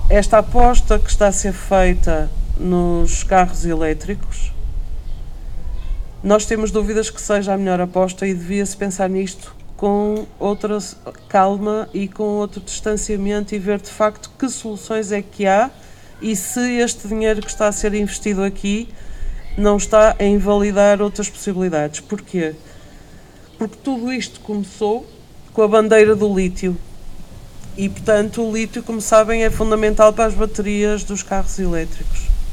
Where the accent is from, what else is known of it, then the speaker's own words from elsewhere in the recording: Centro, Portugal; na zona Beira Serra, de onde eu venho, temos 34 concelhos ameaçados por pedidos de prospeção.